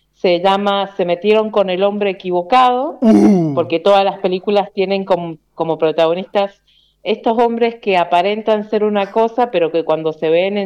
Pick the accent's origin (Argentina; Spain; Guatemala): Argentina; Mendoza; está protagonizada por mendocinos. Así que es una oportunidad para ver de otra manera nuestros paisajes, escuchar nuestro acento